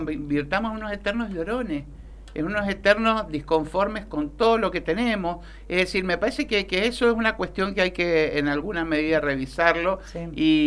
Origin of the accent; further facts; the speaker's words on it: Argentina; Me desperté pensando lo quejoso que somos los argentinos.